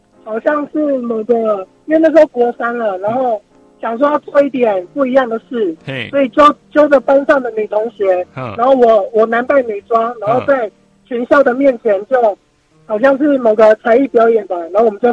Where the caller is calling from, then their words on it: Taipei, Taiwan; 我是台北的